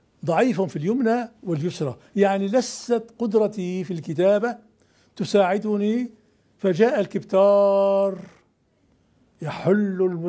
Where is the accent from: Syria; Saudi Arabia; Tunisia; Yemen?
Syria; moved away as an adult; also born or lived in Morocco; أنا هاجرت من سوريا ثلاث مرات، هاجرت تلك المرة إلى المغرب